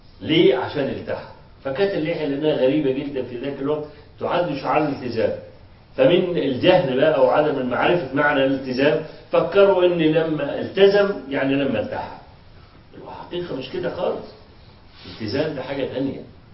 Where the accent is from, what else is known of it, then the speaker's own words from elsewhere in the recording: Egypt; ما حصلت مشكلة توظيف الأموال عندنا في مصر